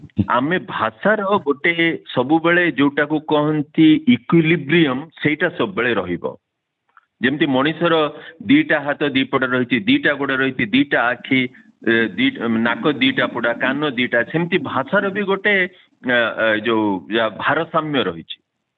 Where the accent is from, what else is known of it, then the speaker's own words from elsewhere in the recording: Balasore, Odisha, India; accent: Baleswari (northern Odia); ମୁଁ ଏବେ ବି ବାଲେଶ୍ୱରୀ, ମୁଁ ଯେହେତୁ ସେ ଉତ୍ତରାଞ୍ଚଳର ଲୋକ, ମୁଁ ସ୍ୱର ମୋ ଘର ବାଲେଶ୍ୱର, ଯେହେତୁ ମୋର ଜନ୍ମ ହେଇଛି, ମୁଁ ସେଠି ବଡ଼ ହେଇଛି